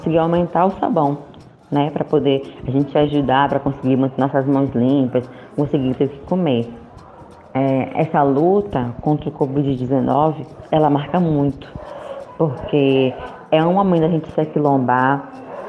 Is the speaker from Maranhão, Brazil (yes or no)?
yes; São Luís, Maranhão, Brazil; eu sou cria do Coroadinho, né? Um bairro periférico aqui de São Luís do Maranhão